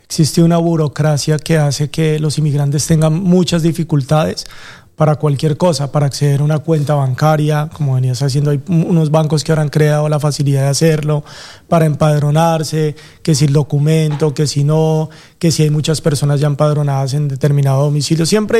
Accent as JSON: {"language": "Spanish", "country": "Colombia", "moved": "yes", "lives_now": "Spain", "said": "Normalmente vine de Colombia, pues llevo acá en España 2 años"}